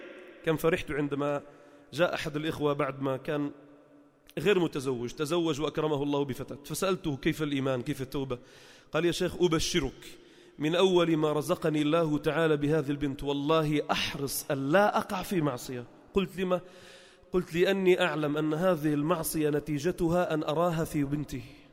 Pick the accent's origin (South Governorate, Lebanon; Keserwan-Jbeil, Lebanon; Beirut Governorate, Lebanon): Beirut Governorate, Lebanon; وقبره عندنا في لبنان في بيروت المحروسة